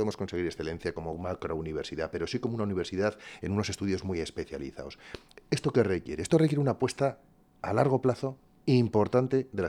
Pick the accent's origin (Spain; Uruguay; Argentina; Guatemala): Spain; Navarre; que somos todos los navarros